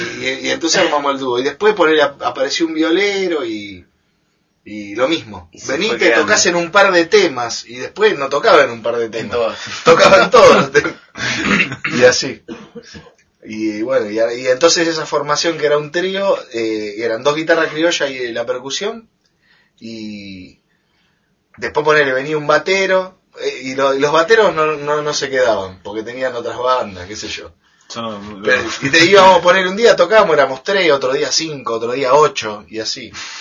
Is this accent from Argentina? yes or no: yes; Buenos Aires, Argentina; yo soy de Buenos Aires. … del barrio de Mataderos